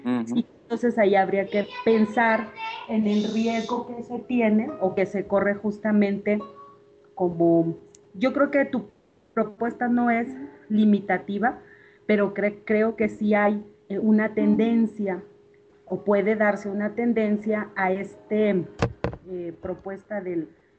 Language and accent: Spanish; Zacatecas, Mexico; soy de Zacatecas.